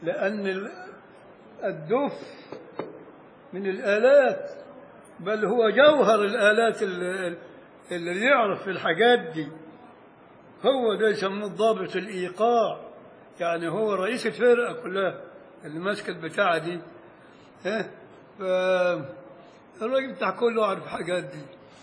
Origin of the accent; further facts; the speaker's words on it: Beni Suef Governorate, Egypt; عندنا في الصعيد الأدنى بن شويف